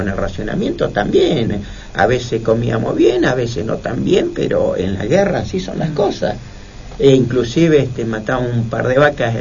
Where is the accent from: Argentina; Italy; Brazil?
Argentina; Maquinchao, Río Negro; now in Avellaneda, Argentina; Hoy vengo de Avellaneda y soy de Río Negro.